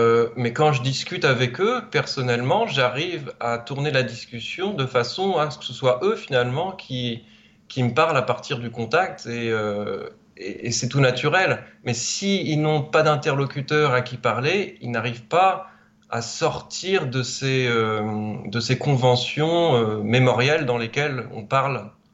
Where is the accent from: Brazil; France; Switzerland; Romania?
France; Et non, je suis français, je ne suis pas canadien.